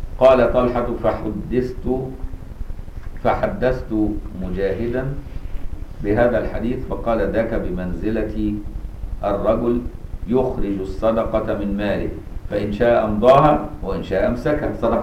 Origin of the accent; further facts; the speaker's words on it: Egypt; في مصر عندنا سلطة كل المذاهب عندنا في مصر